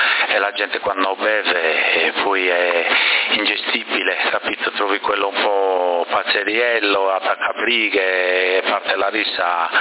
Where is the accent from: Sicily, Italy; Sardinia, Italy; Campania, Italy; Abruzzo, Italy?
Sardinia, Italy; Bonorva; moved away as an adult; now in Sassari, Italy; ai 28 anni prima di sposarmi non vivevo a Sassari, capito? Io sono di Bonorva, sono nato là e ho vissuto lì sino a 26-28 anni, capito? Poi quando mi sono sposato sono venuto a vivere a Sassari.